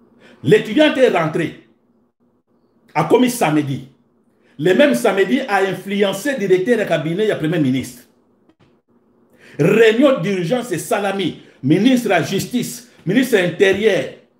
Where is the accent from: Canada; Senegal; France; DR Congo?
DR Congo; Je suis congolais.